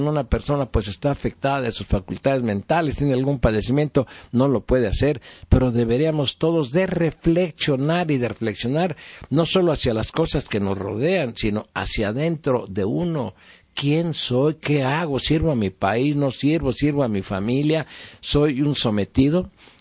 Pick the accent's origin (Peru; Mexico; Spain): Mexico; como mexicano debo de hacer mi aportación